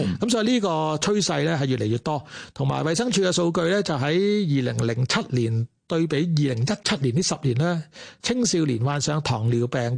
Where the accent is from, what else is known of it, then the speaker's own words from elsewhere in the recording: Hong Kong; 而家我哋香港人係最長命啦，全世界